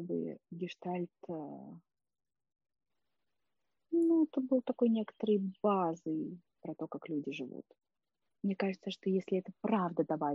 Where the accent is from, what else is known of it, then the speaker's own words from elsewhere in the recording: Saint Petersburg, Russia; Это какой-то мир, когда вот там ходила все детство в Эрмитаж, да, а сейчас я думала, ну да, вот сначала был очень интересен этот египетский зал.